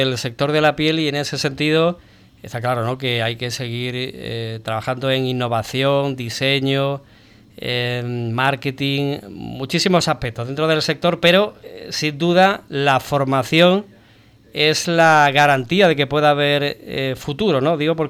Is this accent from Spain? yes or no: yes; Ubrique, Andalusia, Spain; Que somos de Ubrique, pero hay que mirarlo con perspectiva y destacarlo